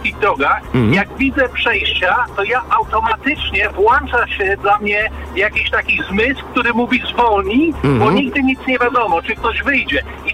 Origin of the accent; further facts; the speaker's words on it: England, United Kingdom; Polish is a second language; now in Poland; Ja jestem z Anglii. Aha. I już 10 lat właśnie kieruję na polskich drogach.